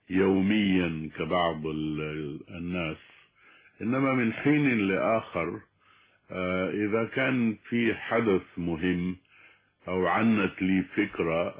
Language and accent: Arabic; Sudan; عندنا في السودان الابتدائي هي المرحلة التالية للمرحلة الأولية